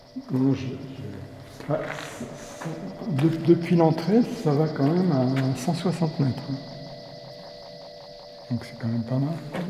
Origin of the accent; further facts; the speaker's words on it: Paris, Île-de-France, France; moved away as an adult; 47 ans, et j'en avais marre de Paris. Je suis né à Paris, toute ma famille est née à Paris, tu vois, j'ai vécu essentiellement à Paris